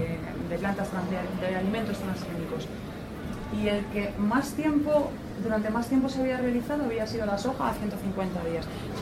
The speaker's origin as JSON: {"language": "Spanish", "town": "Valencia", "region": "Valencian Community", "country": "Spain", "said": "Yo soy de Valencia"}